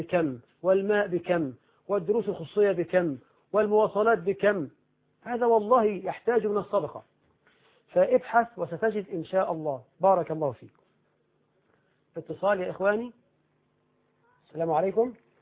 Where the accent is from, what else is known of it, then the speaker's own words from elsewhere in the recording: Egypt; يعني هب أن رجلا عندنا في مصر راتبه في الشهر ألفا، ألف جنيه